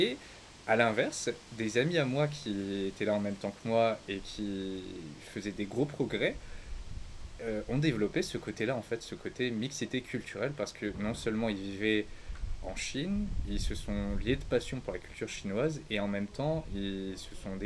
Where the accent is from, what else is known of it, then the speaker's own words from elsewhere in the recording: France; also born or lived in Cambodia; moi je suis français, cambodgien, avec des origines asiatiques et un mélange culturel de plein de nationalités